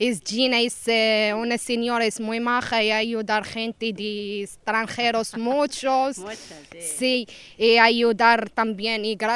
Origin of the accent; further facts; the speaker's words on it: Morocco; Spanish is a second language; now in Spain; yo soy de Marruecos también. A mí más me gusta vivir aquí.